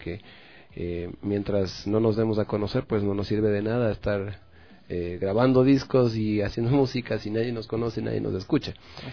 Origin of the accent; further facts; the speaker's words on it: Ecuador; y eso es un grave problema para nosotros como ecuatorianos, no tener una identidad cultural